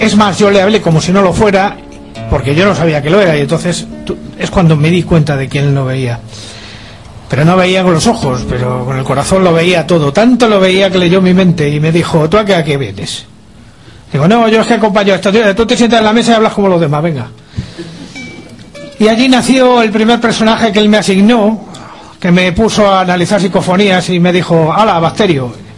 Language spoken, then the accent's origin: Spanish; El Escorial, Community of Madrid, Spain; en el Monte Abantos, en el Escorial, que es donde yo nací. Y en ese pino, en ese pinar, yo me crié